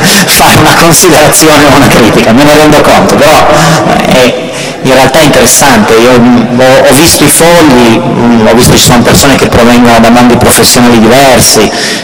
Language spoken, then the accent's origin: Italian; Turin, Piedmont, Italy; io sono di Torino